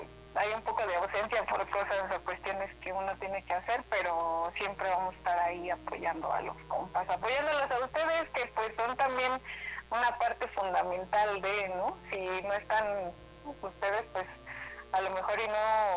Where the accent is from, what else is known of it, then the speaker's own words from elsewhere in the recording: Guerrero, Mexico; porque somos pulqueros, somos del estado de Guerrero, pero somos pulqueros.